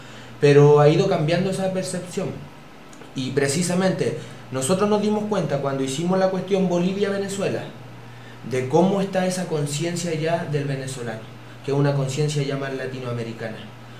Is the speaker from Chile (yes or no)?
yes; Chile; porque uno como es chileno, siempre te preguntan